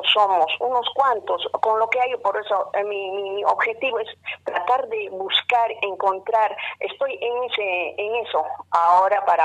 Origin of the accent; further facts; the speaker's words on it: Peru; first language Aymara; Spanish is a second language; now in Argentina; yo soy de Perú, con ciudadanía argentina, y yo soy de cultura de la nación aymara. Yo hablo mi lengua madre, que es el aymara, y … perdón que no me he presentado … Así que yo radico en esta bella ciudad hace más de 21 años